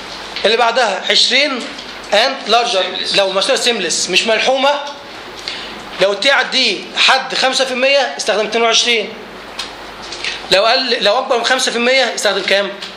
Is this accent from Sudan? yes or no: no; Egypt; زي عندنا في مصر بعد 5 أيام شوت داون على طول